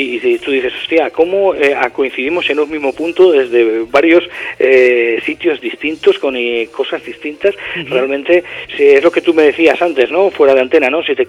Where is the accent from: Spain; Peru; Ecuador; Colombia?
Spain; Creo que somos los primeros españoles que hemos grabado ahí, desde luego.